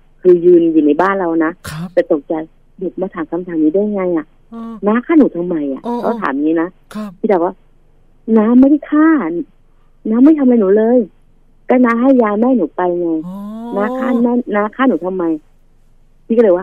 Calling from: Chai Nat, Thailand; มาจากชัยนาทค

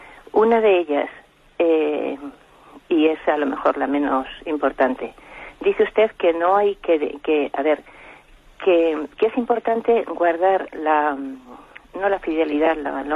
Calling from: Madrid, Community of Madrid, Spain; de Madrid.

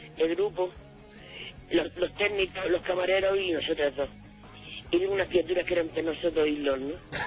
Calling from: Granada, Andalusia, Spain; De Granada.

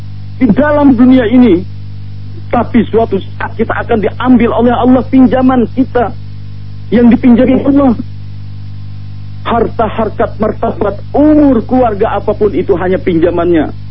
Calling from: Malang, East Java, Indonesia; di Malang.

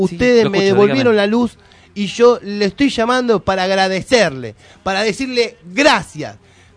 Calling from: Paso del Rey, Buenos Aires Province, Argentina; yo soy de Paso de Rey

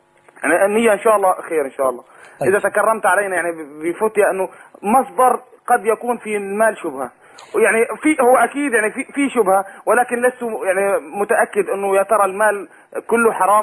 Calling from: Syria

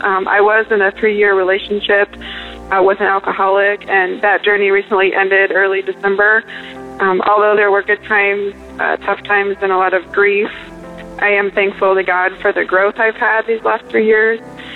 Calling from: Des Moines, Iowa, United States; I am calling from Des Moines, Iowa.

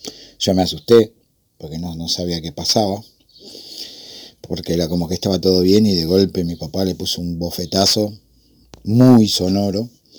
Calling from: Remedios de Escalada, Buenos Aires Province, Argentina; de Escalada.

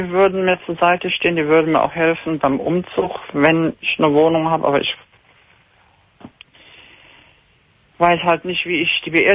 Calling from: Heinsberg, North Rhine-Westphalia, Germany; ich würde bis Köln und Neuss arbeiten, ich komme aus Heinsberg.

